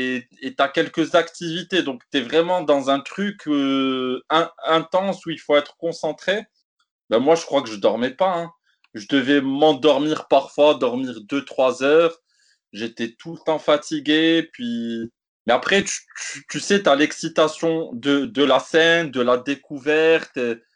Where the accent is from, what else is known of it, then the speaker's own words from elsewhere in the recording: Morocco; je ne suis pas blanc, je suis comme vous, j'ai des origines noires, je suis marocain, maghrébin, africain.